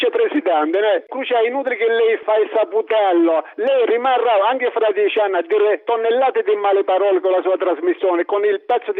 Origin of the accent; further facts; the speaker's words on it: Catania, Sicily, Italy; Io sono di Catania.